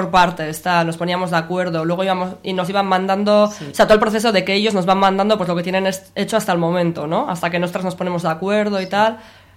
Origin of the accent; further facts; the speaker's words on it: Bilbao, Basque Country, Spain; Pues nosotras somos de Bilbao, yo soy de Uribarri y Vicky es de Indautxu.